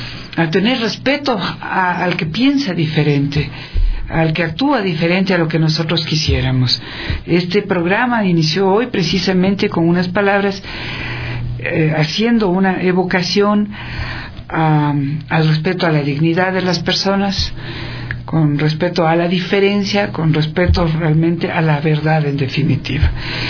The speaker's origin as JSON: {"language": "Spanish", "country": "Ecuador", "said": "quiénes somos los ecuatorianos y ecuatorianas"}